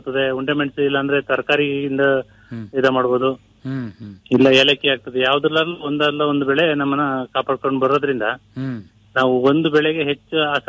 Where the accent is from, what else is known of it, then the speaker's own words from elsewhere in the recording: Benkalli, Karnataka, India; ನಮ್ಮೂರಿಂದ ಒಂದು 6 ಕಿಲೋಮೀಟರ್ ಆಗ್ತದೆ.